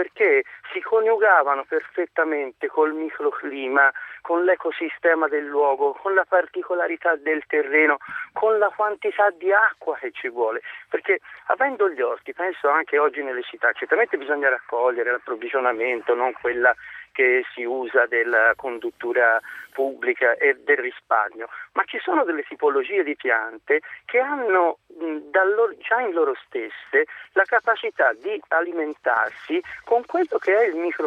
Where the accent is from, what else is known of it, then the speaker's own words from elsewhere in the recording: Tuscany, Italy; E mi permetto, io sono toscano